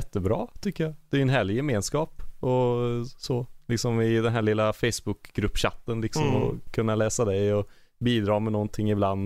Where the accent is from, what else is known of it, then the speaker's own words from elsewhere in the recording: Glava, Värmland, Sweden; Och så åker du ännu djupare in, bort ifrån Arvika, så här, då bara träd runt omkring dig, och då kommer du till Glava.